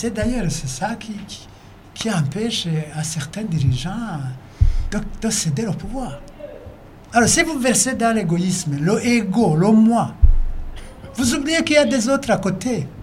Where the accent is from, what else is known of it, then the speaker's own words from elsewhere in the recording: Burundi; Je suis burundais comme tous les autres.